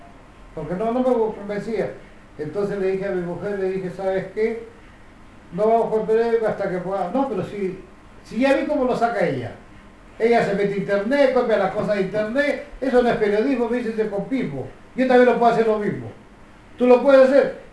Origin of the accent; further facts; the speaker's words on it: Peru; nosotros los peruanos somos muy devotos del Señor de los Milagros